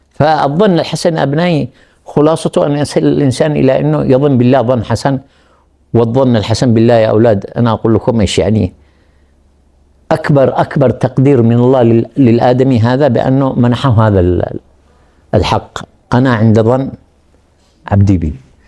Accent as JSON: {"language": "Arabic", "country": "Yemen", "said": "وأذكر لكم قصة عملية حصلت عندنا في اليمن"}